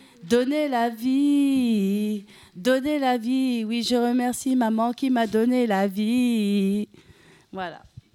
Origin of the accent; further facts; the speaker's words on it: Guinea-Bissau; Moi, je viens de Guinée-Bissau, mais j'ai de nationalité portugaise.